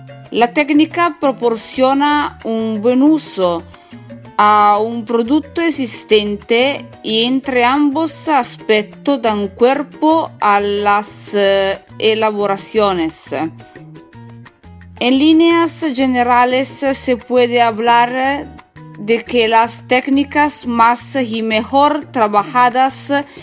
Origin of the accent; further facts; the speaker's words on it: northern Italy, Italy; Spanish is a second language; recuerdo que yo soy italiana, del nord de Italia. Estudio español da sola.